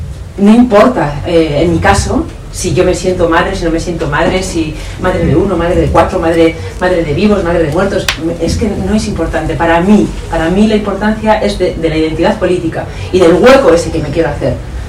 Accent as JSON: {"language": "Spanish", "town": "Bilbao", "region": "Basque Country", "country": "Spain", "said": "yo soy de Bilbao, entonces esto es la realidad"}